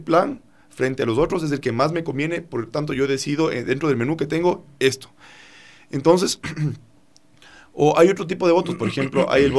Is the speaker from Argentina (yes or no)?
no; Ecuador; yo tomé la decisión como ecuatoriano que en el territorio que me pertenece como ciudadano se mantenga preservado el Yasuní ITT.